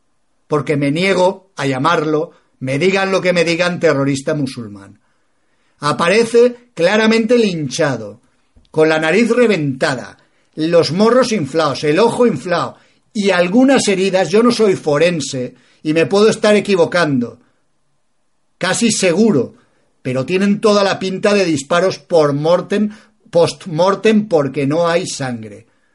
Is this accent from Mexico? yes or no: no; Spain